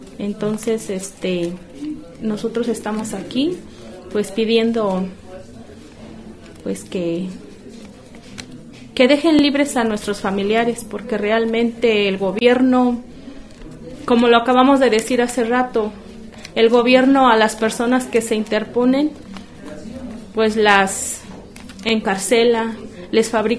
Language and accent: Spanish; San Pedro Tlanisco, State of Mexico, Mexico; Nosotros venimos del Estado de México, del pueblo indígena de San Pedro Tlanisco, municipio de Tenango del Valle.